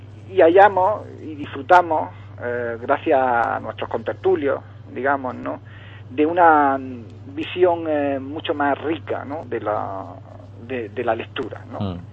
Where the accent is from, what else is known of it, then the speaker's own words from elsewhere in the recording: El Ejido, Andalusia, Spain; Hoy venía primero a dar una noticia local de mi pueblo de Ejido.